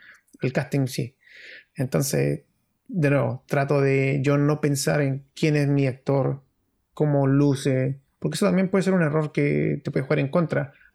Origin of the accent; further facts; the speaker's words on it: Antofagasta, Chile; Soy de Antofagasta y soy de la población